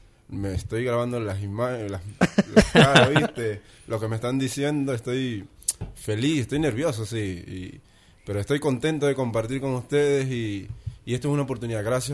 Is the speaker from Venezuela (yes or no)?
yes; Venezuela; now in Buenos Aires, Argentina; A raíz, viste, que me fui de Venezuela, Nederheim quedó paralizado